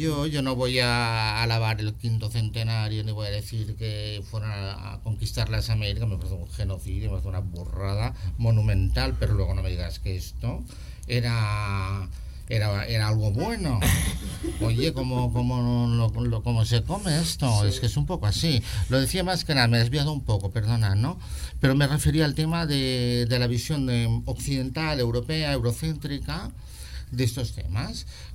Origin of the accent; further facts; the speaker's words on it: Balearic Islands, Spain; yo soy de Mallorca, ¿no?